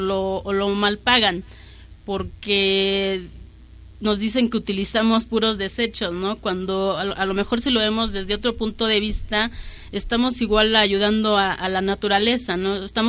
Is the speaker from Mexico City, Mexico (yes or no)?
yes; Santa Martha Acatitla, Mexico City, Mexico; vengo de Santa Marta, Catitla.